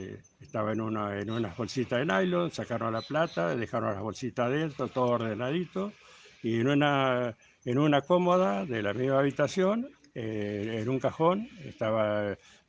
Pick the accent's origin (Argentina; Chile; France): Argentina; Tandil, Buenos Aires Province; now in Cañuelas, Argentina; vine de Tandil en el año 70, tengo hijos, nietos.